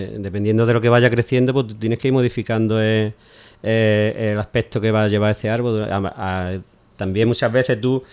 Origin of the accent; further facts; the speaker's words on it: Ubrique, Andalusia, Spain; que somos gente de Ubrique y, como hemos dicho antes, de toda, prácticamente toda la provincia.